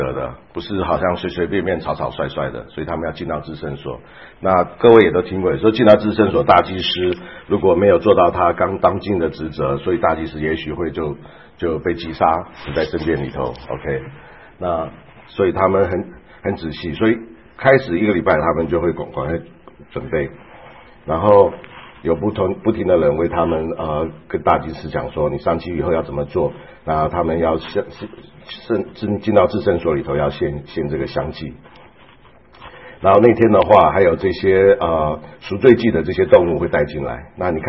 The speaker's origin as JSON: {"language": "Chinese", "country": "Taiwan", "said": "像我是从台湾来的"}